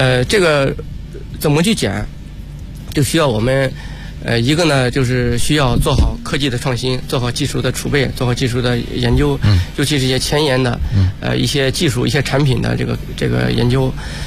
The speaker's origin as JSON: {"language": "Chinese", "region": "Beijing", "country": "China", "said": "我们北京人还是很幸福的，一年到头基本上我们都有吃的，都有玩的"}